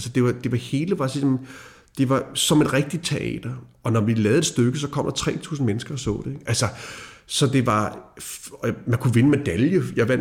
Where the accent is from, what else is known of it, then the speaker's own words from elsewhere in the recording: Birkerød, Capital Region of Denmark, Denmark; Og jeg er jo fra Birkerød, og har aldrig rørt et våben.